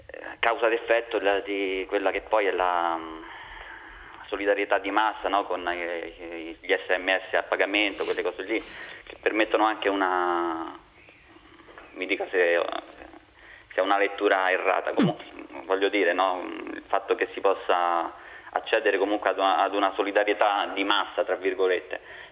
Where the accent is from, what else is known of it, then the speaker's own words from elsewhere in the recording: Rome, Lazio, Italy; now in Lodi, Italy; Anch'io sono di Roma, anche se abito a Lodi. Io sono buddista